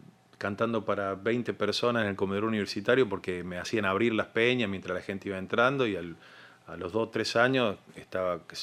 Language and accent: Spanish; Córdoba, Argentina; mi papá es santiagueño y uh-huh. es como que me crié entre santiagueños, básicamente, en Córdoba